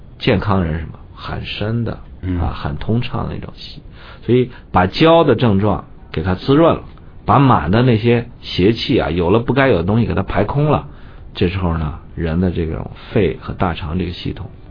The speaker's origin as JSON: {"language": "Chinese", "region": "Beijing", "country": "China", "said": "还有我们北京人种的那个丝瓜"}